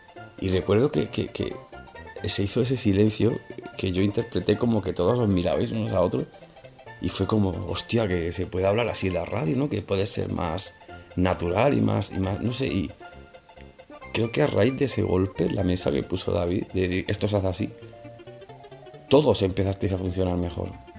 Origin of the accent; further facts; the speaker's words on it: Granada, Andalusia, Spain; de Granada. Tengo 31 años